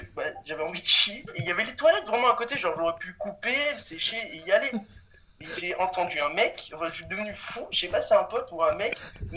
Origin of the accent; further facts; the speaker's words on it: Cannes, Provence-Alpes-Côte d'Azur, France; je viens de Cannes.